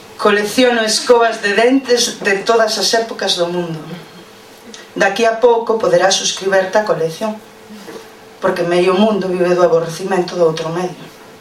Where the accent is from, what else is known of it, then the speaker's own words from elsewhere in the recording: Foz, Galicia, Spain; porque ela é de Cedeira e eu son de Foz.